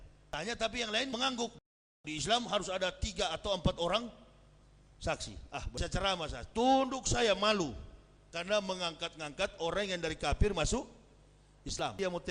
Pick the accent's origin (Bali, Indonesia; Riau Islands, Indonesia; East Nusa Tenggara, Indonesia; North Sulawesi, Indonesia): North Sulawesi, Indonesia; Manado; pensiunan tentara, saya bapak saya pensiunan tentara. Prabowo ibunya Manado, saya orang Manado.